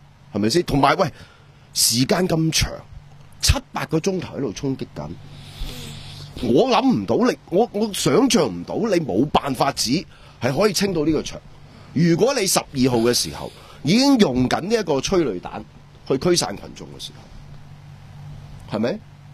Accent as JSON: {"language": "Cantonese", "country": "Hong Kong"}